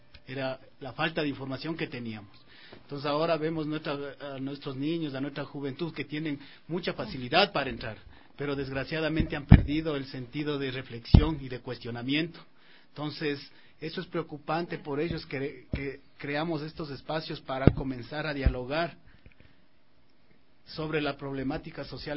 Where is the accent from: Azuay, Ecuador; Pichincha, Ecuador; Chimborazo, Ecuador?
Chimborazo, Ecuador; Riobamba; De hecho, yo soy de Riobamba.